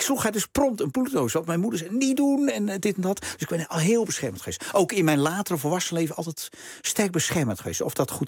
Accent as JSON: {"language": "Dutch", "town": "De Bilt", "region": "Utrecht", "country": "Netherlands", "tie": "born or raised there", "said": "ik ben opgegroeid in de Bild."}